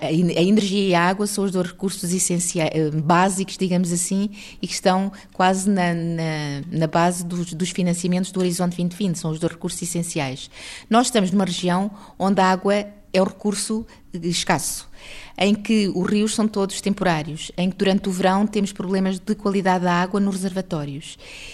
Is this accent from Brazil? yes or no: no; Alentejo, Portugal; aqui no Alentejo. Eu sou alentejana, portanto, eu desde pequena que me lembro de as populações serem muitas vezes abastecidas por tanques de água.